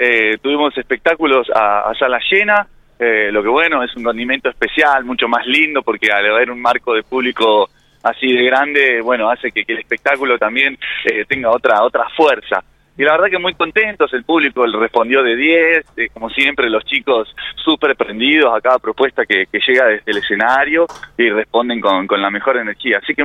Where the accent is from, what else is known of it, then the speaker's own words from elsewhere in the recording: General Pico, La Pampa, Argentina; Sí, somos de General Pico.